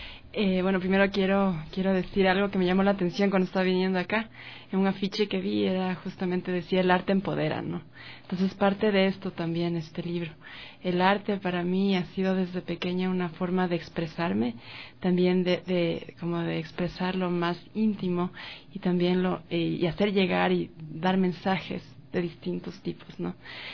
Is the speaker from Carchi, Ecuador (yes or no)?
no; Quito, Pichincha, Ecuador; Soy quiteña, sí.